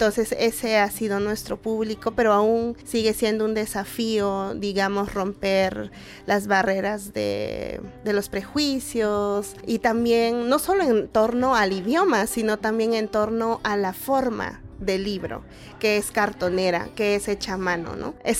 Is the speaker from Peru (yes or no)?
yes; Ayacucho, Peru; Yo soy de Ayacucho y dirijo proyectos de fomento de lectura